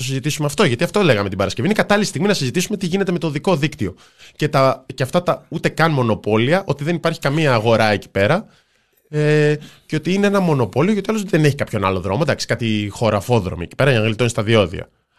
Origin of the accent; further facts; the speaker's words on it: Kato Kamila, Central Macedonia, Greece; Στο χωριό μου, όπως το λένε, την κάτω Καμίλα Σέρων.